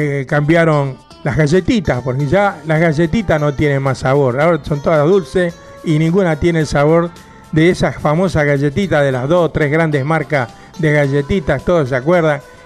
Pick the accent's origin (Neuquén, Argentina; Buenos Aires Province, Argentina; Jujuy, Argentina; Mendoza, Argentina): Buenos Aires Province, Argentina; Quilmes; now in Bernal, Argentina; Yo soy de acá de Quilmes, vivo en Bernal, pues sigue siendo partido de Quilmes y casi en el límite con Bernal, con Quilmes, digo, perdón.